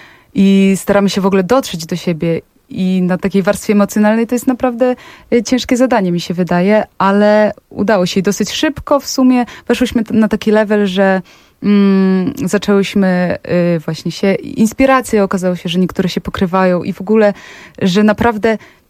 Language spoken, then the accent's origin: Polish; Podlaskie Voivodeship, Poland; ja pochodzę z Podlasia.